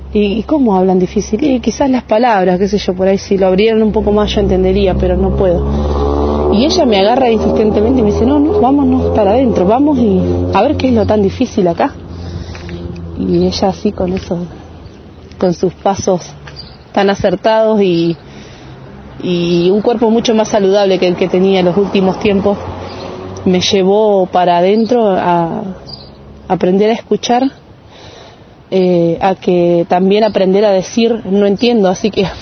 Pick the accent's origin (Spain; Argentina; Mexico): Argentina; Choele Choel, Río Negro; de Chuelechuel